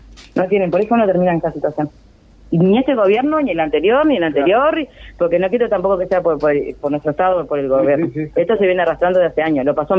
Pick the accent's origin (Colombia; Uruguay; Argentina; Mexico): Uruguay; yo soy ciudadana uruguaya. A mí el Estado me tiene que responder.